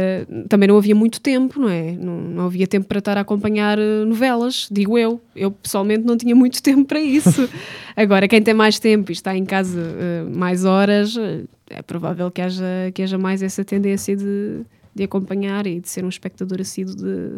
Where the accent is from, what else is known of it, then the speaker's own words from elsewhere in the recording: Portugal; tanto que eu sou portuguesa e inglesa, portanto não vou pôr isso em questão